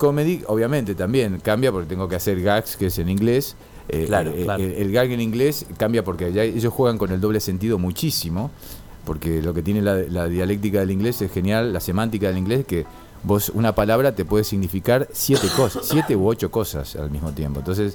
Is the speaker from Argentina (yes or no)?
yes; Rosario, Santa Fe, Argentina; born there; also born or lived in Buenos Aires; Yo nací en Rosario, pero Buenos Aires es, a ver, es mi hogar.